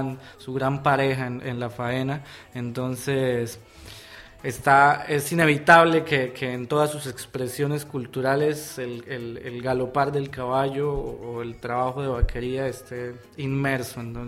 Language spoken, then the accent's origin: Spanish; Maní, Casanare, Colombia; en mi pueblo sucede que es un lugar muy musical. Entonces la gente está acostumbrada a que los chicos y las chicas desde pequeño empiecen con la música, y en especial en Maní con la bandola llanera.